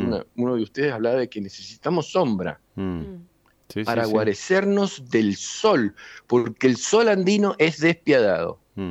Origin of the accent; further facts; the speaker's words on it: San Juan, Argentina; La Rioja, Catamarca, Salta, Jujuy, nosotros, San Juan, etcétera, hasta Neuquén, y más abajo también, somos andinos